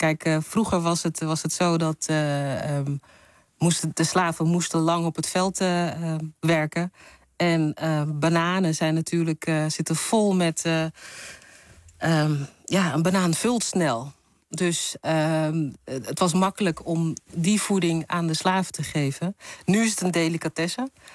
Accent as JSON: {"language": "Dutch", "country": "Netherlands", "accent": "Surinamese", "said": "dan komt mijn Surinaamse accent meer naar boven"}